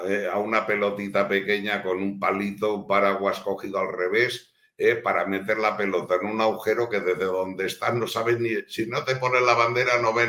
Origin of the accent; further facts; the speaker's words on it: Valencia, Valencian Community, Spain; Mira, aquí a mí además me gusta presumir de mi tierra. Aquí en Valencia tenemos en el Club de Bugarra una escuela de pesca.